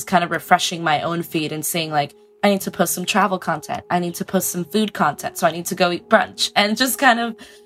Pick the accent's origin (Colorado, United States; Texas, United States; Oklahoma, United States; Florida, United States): Florida, United States; Miami; now in New York City, United States; I'm originally from Miami, but I live in New York City.